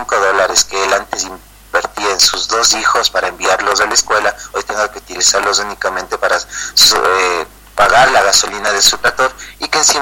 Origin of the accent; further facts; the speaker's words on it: Ecuador; como pueblo ecuatoriano